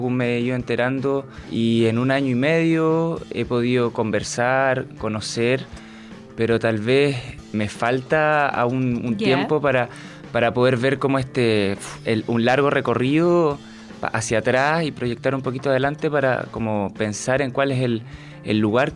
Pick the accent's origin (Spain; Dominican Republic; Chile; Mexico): Chile; Santiago, Santiago Metropolitan Region; creo yo vengo de Santiago, para mí todo era increíble, o sea, llegar, y para mí el río es ya lo más fascinante